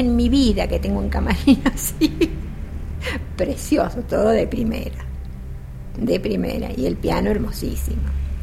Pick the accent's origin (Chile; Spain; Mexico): Spain; Como buenos españoles, al llegar a Sagunto no encontrábamos dónde estaba el salón y qué era.